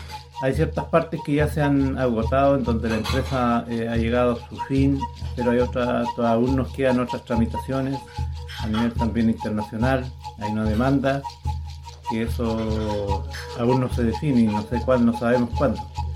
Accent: Mehuín, Los Ríos, Chile; Bueno, yo soy de acá de Mehuín

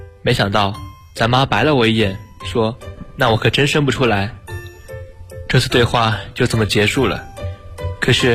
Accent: Gansu, China; now in Nanjing, China; 来自甘肃。我在南京大学，距离我的家乡1622公里。

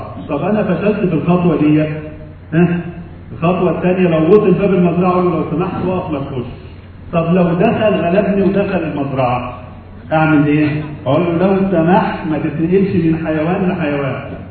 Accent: Egypt; احنا شعب مصري ممكن يعمل اي حاجه موجوده

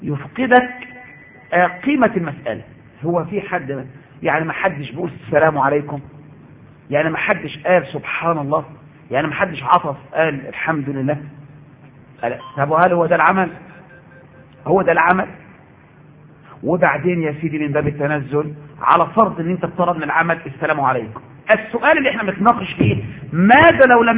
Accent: Egypt; لازم نعمل كده احنا كمصريين كده

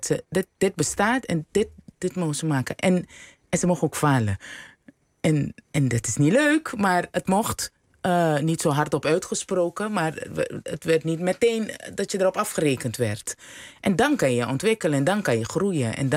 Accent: Suriname; En opgroeiend in Suriname is dat heel belangrijk.

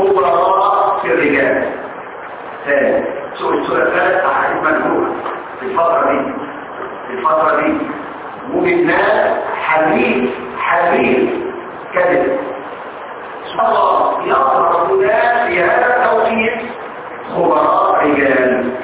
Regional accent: Egypt; مذهب كبير فين في مصر لما وجد احاديث عندنا في مصر فغير رايه

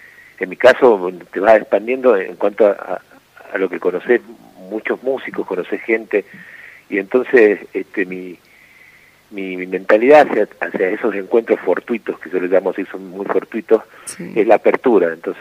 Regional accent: Villa La Trinidad, Tucumán, Argentina; Y yo nací en Tucumán, capital, sí. Criado en un pueblo del sur llamado Villa La Trinidad, uh-huh. Que está como a casi 100 kilómetros de Tucumán, un pueblo cañero.

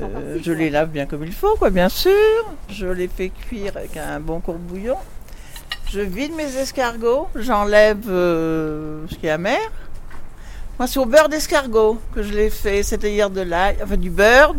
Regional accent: Nouvelle-Aquitaine, France; Pas ici, je suis née à Vaurouillac, à une, je sais pas, une vingtaine de kilomètres d'ici.

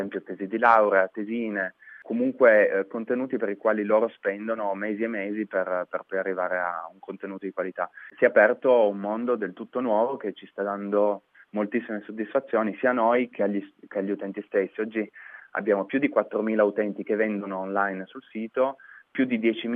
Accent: Turin, Piedmont, Italy; Poi io sono di Torino, quindi abbiamo iniziato da quelle di Torino.

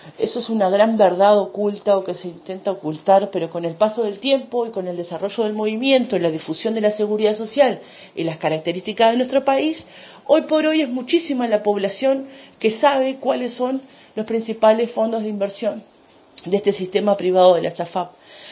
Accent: Uruguay; como clase trabajadora, como pueblo uruguayo

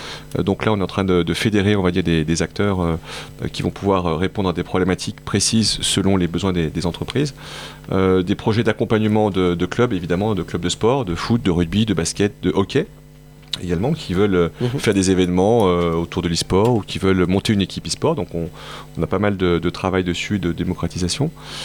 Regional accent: Montpellier, Occitanie, France; je suis montpelliérain

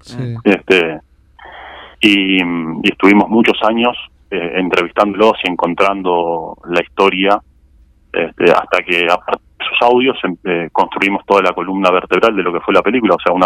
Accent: Canelones, Uruguay; porque nosotros somos de Canelones, sí.

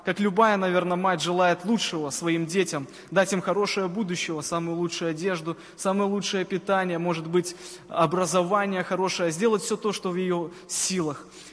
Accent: Cherikov, Mogilev Region, Belarus; Я сам из Могилевской области, в городе Черикове родился, может быть, кто-то знает такой город.

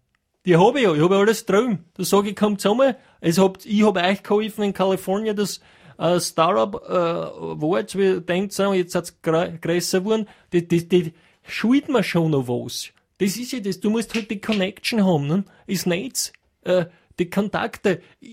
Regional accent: Austria

